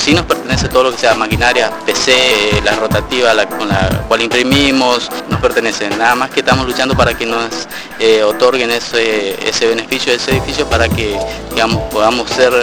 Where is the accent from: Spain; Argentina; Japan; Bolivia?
Argentina; Resistencia, Chaco; soy de Resistencia Chaco